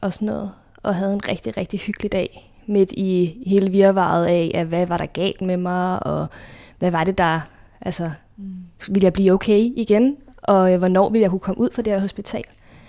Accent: Glostrup, Capital Region of Denmark, Denmark; born there; Jeg blev født på Glostrup sygehus en decemberdag

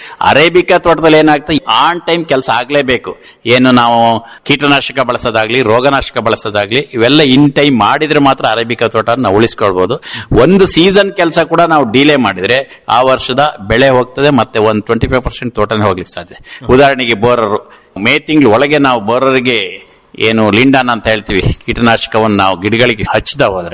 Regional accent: Mudigere, Karnataka, India; moved away; ನಾನು ಆಕ್ಚುಲಿ ನನ್ನ ಮೂಲತಃ ಮೂಡಿಗೆರೆಯವನು. ಇಲ್ಲಿಗೆ ಬಂದು 20 ವರ್ಷ ಆಯ್ತು ತೊಳಲು ಗ್ರಾಮಕ್ಕೆ.

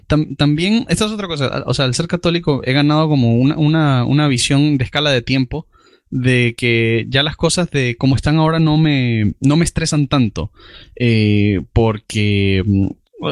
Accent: Spain; yo soy español

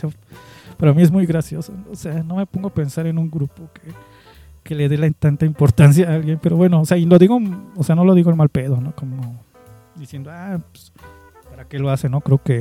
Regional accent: Mexico; no quiero sonar mal pedo, pero como mexicana, ¿no?

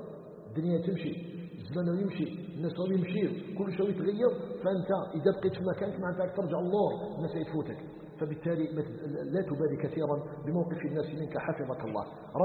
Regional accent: Algeria; احنا عندنا في الجزائر

